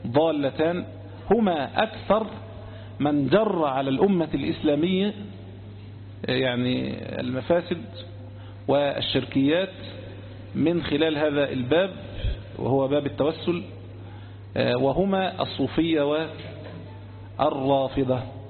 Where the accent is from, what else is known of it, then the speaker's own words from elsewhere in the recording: Egypt; عندنا في مصر هنا